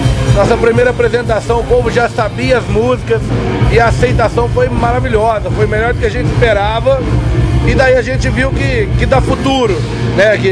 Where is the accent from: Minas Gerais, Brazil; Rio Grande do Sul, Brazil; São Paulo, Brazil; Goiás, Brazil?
Minas Gerais, Brazil; Nós somos bem mineiros, bem regionais. Todo mundo tem essa vivência bucólica, de roça.